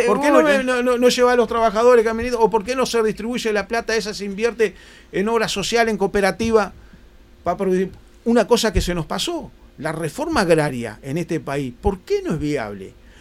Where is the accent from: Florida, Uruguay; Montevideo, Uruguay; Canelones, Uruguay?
Florida, Uruguay; Sarandí Grande; en mi zona, que soy de Sarandí, un saludo a mi querido pueblo Sarandí Grande, Florida.